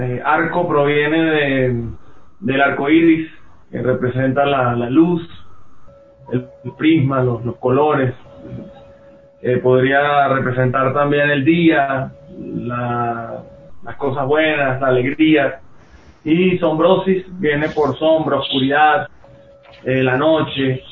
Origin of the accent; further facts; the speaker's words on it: Maracay, Aragua, Venezuela; now in Ecuador; somos de Maracay, Venezuela. Siempre se confunden y nos dicen de Maracaibo, pero son ciudades diferentes. Maracaibo es frontera con Colombia y ya Maracay es centro norte del país, muy cerca del Mar Caribe.